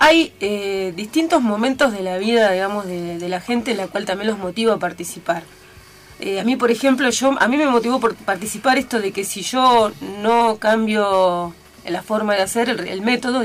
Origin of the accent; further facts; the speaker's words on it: Tandil, Buenos Aires Province, Argentina; Hace 30 años que estoy viviendo en Tandil, pues yo nací acá en Tandil, me crié en Estación Cangallo, que es un campo acá cerquita de Iraola